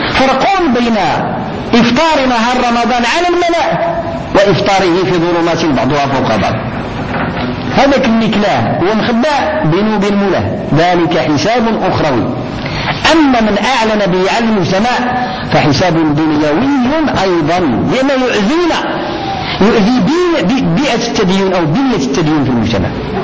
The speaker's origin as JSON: {"language": "Arabic", "country": "Morocco", "said": "كمسلمين أولا وكمغاربة ثانيين."}